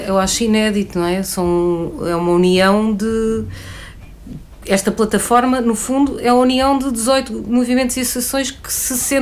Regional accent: Lisbon, Portugal; Nós que crescemos em Lisboa, eu cresci em Lisboa, brincava na rua.

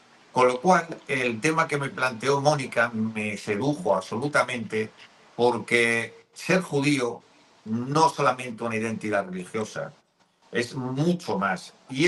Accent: Toledo, Castilla-La Mancha, Spain; porque no obstante yo soy de Toledo. Toledo era la Jerusalén de Sefarad.

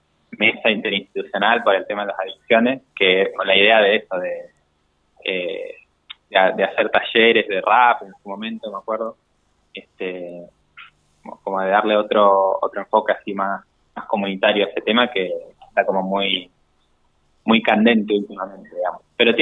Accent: El Bolsón, Río Negro, Argentina; en Bolsón, que es de donde vengo

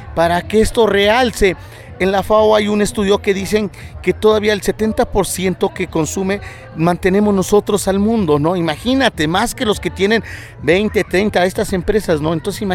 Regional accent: Mexico; eso nos perjudica a nosotros como mexicanos

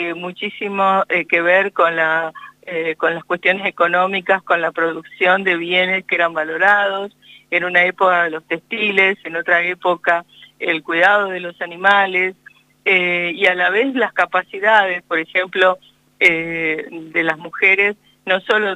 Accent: Carhué, Buenos Aires Province, Argentina; born there; Yo nací en Carué, y allí toda la toponimia era mapuzungún.

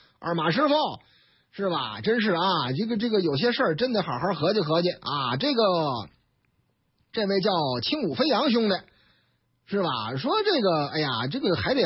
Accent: Jinsong, Beijing, China; 劲松，我老家，哈哈，对，然后就开车

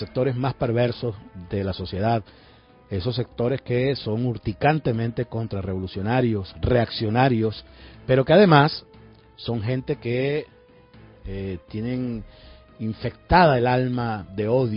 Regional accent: Venezuela; Allá de verdad que uno se siente muy maravillado y orgulloso como venezolano

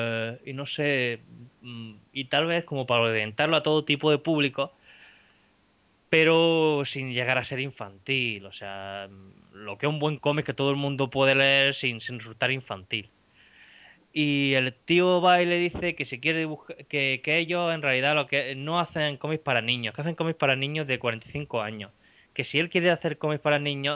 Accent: Spain; que todos los que somos españoles ya sabemos de qué va la cosa

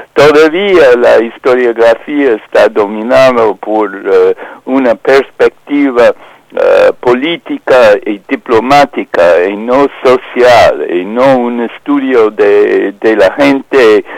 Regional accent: United States; now in Spain; Sí, y ese como joven norteamericana me interesa mucho esta interpretación que nunca he escuchado en este país

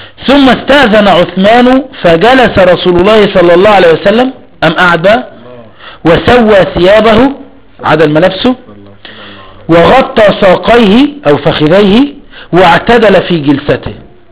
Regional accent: Egypt; هو مش ما عندك عيون موسى ايه؟ عندنا في مصر ايه؟

